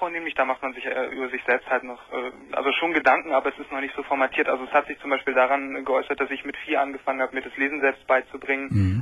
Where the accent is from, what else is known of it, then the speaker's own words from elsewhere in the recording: Lower Saxony, Germany; also ich komme aus Niedersachsen